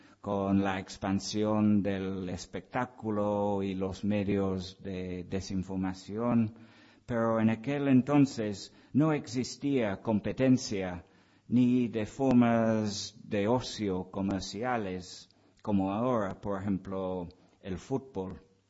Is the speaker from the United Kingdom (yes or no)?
yes; England, United Kingdom; Spanish is a second language; soy un frío inglés que refuta la idea romántica del espíritu libertario del pueblo español.